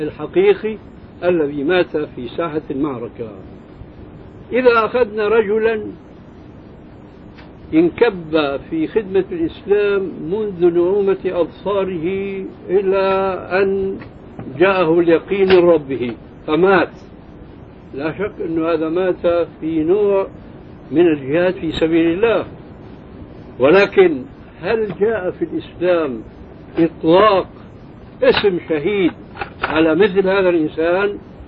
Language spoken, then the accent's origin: Arabic; Syria; عندنا في سوريا كان شاعت قصة رجل في الحرب مع